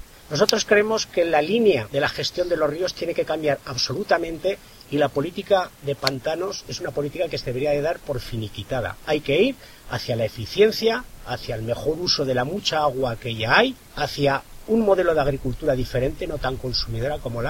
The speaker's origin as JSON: {"language": "Spanish", "town": "Artieda", "region": "Aragon", "country": "Spain", "tie": "born or raised there", "said": "en concreto en mi pueblo, en Artieda, pues hubo gente que decidió quedarse allí"}